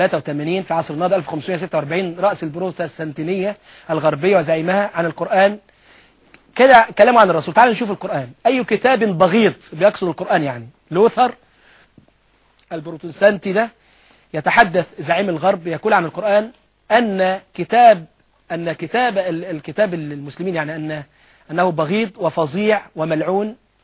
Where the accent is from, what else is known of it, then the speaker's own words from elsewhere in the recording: Egypt; مؤتمر الأديان اللي كان عندنا في مصر